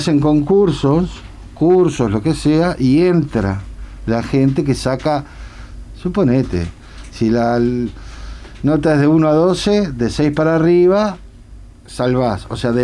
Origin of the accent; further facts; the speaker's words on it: Montevideo, Uruguay; Yo soy montevideano, sí, 100%.